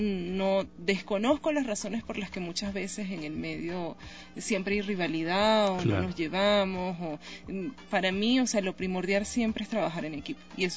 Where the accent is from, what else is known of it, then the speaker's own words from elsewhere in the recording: Caracas, Capital District, Venezuela; moved away as an adult; Bueno, sí, yo soy venezolana, específicamente de Caracas, de la capital.